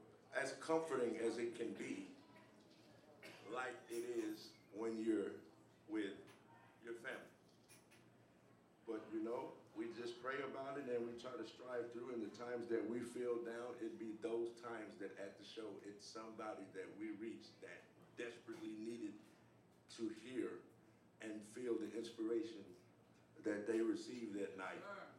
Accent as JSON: {"language": "English", "town": "Memphis", "region": "Tennessee", "country": "United States", "tie": "born or raised there", "said": "They've came all the way to my hometown of Memphis, Tennessee, and come to a show that I've done."}